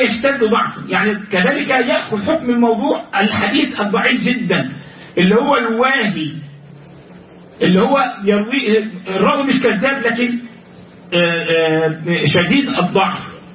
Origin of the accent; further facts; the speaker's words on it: Egypt; بعض الناس عندنا في مصر